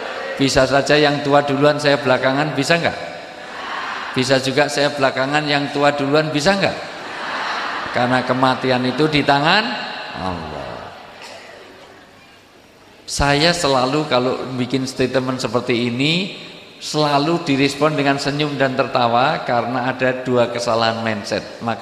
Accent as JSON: {"language": "Indonesian", "town": "Yogyakarta", "region": "Special Region of Yogyakarta", "country": "Indonesia", "said": "Karena saya orang Jogja, di dalam tradisi Jawa, orang tua disebut sepuh."}